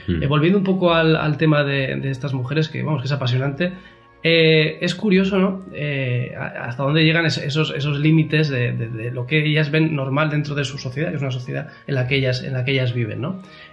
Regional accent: Noaín, Navarre, Spain; Puesto que, bueno, somos de Noaín.

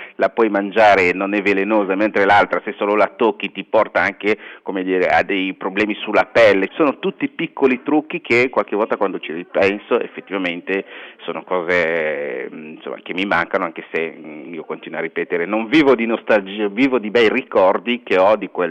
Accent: Kinshasa, DR Congo; io sono cresciuto a Kinshasa, che è una città che conta 6 milioni di abitanti.

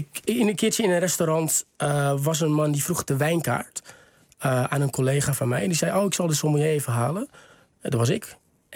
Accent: Texel, North Holland, Netherlands; Ik kom van Texel, ja. Dat is op zich redelijk veilig.

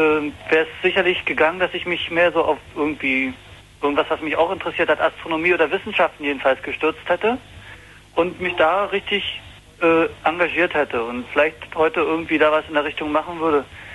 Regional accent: Rügen, Mecklenburg-Vorpommern, Germany; now in Berlin, Germany; Woher ich komme, ist ein bisschen schwierig. Von Rügen, aber ich bin jetzt in Berlin.

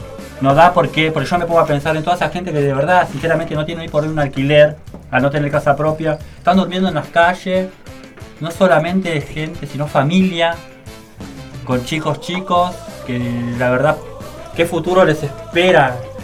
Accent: Argentina; seamos de Villa, seamos de donde seamos, lo estamos viviendo como argentinos, como gente también que vive acá en Argentina

